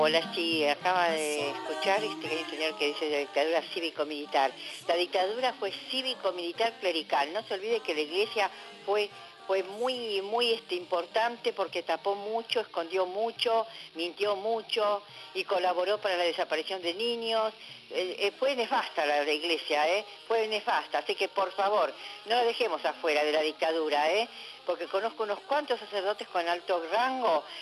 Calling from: Chacabuco, Buenos Aires Province, Argentina; Hola, Gustavo, te estoy llamando desde Chacabuco. … de Chacabuco.

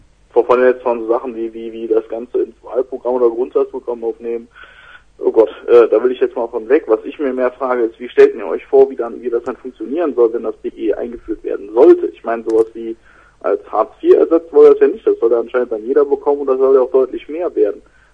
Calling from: Aachen, North Rhine-Westphalia, Germany

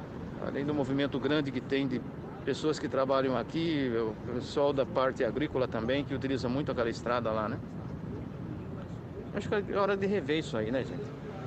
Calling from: Sorocaba, São Paulo, Brazil; sou aqui da Zona Norte de Sorocaba.

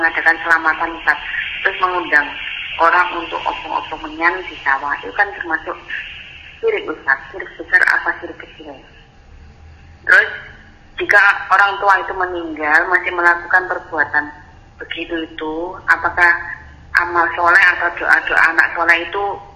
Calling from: Kediri, East Java, Indonesia; dari Kediri. Apa itu? Di daerah saya itu masih daerah pertanian.

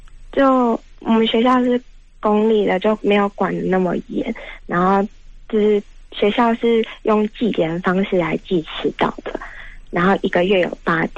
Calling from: Taipei, Taiwan; 嗨，我是台北的

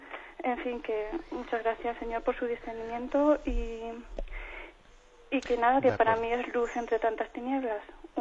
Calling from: Valencia, Valencian Community, Spain; de Valencia.

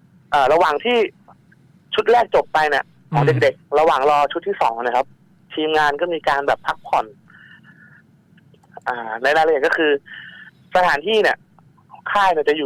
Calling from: Lopburi, Thailand; ตอนนี้กลับมาลพบุรีครับ

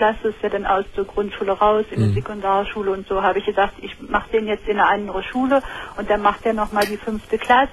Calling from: Saxony-Anhalt, Germany; Nee, das gibt's bei uns in Sachsen-Anhalt gar nicht mehr.

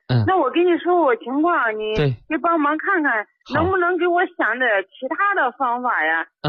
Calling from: Hangzhou, Zhejiang, China; 我是杭州的。

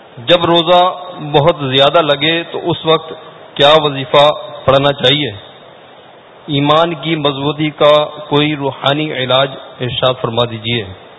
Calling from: Karachi, Sindh, Pakistan; میرا تعلق باب المدینہ کراچی سے ہے.

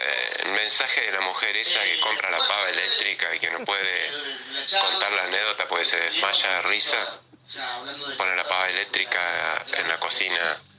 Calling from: Paraná, Entre Ríos, Argentina; de Paraná.

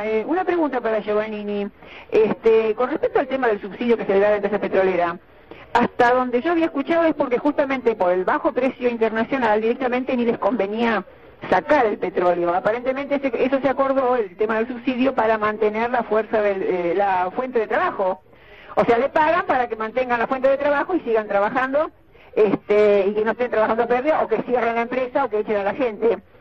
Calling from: Wilde, Buenos Aires Province, Argentina

